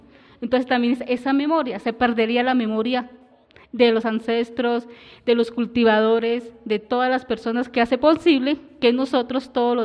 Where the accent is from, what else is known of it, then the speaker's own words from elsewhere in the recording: Cúcuta, Norte de Santander, Colombia; de donde yo soy, de Cúcuta, no le decimos plaza de mercado, sino le decimos el mercado. Yo trabajé en el mercado de las Angustias de Cúcuta.